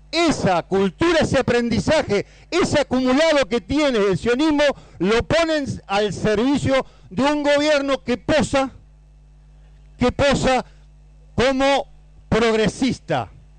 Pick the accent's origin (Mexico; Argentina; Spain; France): Argentina; Santa Fe; Yo vengo de una provincia de Santa Fe donde reina el socialismo, compañero.